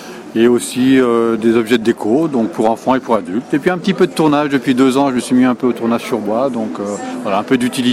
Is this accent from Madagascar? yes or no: no; Pays de la Loire, France; Ouais, enfin, moi je viens de l'Ouest, moi. La Sarthe